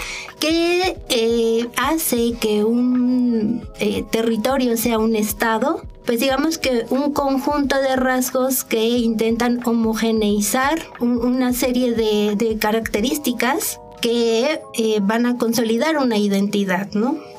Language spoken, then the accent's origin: Spanish; Mexico; esta identidad que tenemos como en este imaginario social de que somos mexicanos